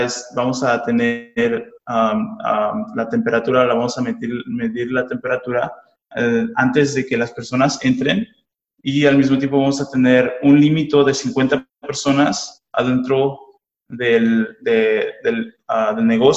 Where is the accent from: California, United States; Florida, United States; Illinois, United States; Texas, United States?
California, United States; Santa Ana; yo igualmente, yo nací aquí en Santana, me creí en Santana desde que tenía 12 años